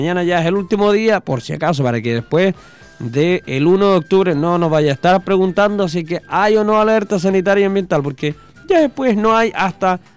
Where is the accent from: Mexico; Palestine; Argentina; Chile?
Chile; Así somos los chilenos en todo caso.